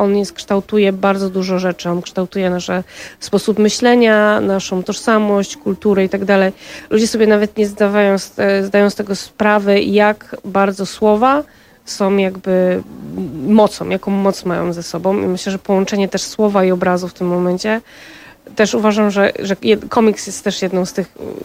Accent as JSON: {"language": "Polish", "town": "Katowice", "region": "Silesian Voivodeship", "country": "Poland", "tie": "born or raised there", "said": "w Katowicach, w moim rodzinnym mieście, więc tutaj nawiązuję do takiego mojego ukochanego miejsca w moich rodzinnych stronach"}